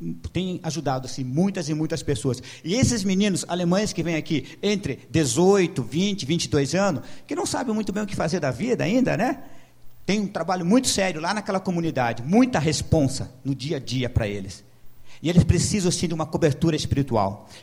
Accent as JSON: {"language": "Portuguese", "town": "Curitiba", "region": "Paraná", "country": "Brazil", "tie": "born or raised there", "said": "Eu sou aí do Sítio Cercado, quem não me conhece, né? Sou natural de Curitiba, sou um curitibano nato, né? Oriundo dessa região bonita do Sítio Cercado."}